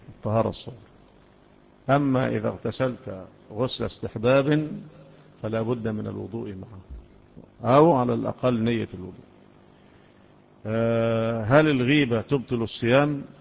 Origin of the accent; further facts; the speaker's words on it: Egypt; احنا مصريين، ايوه احنا مصريين، مصريين،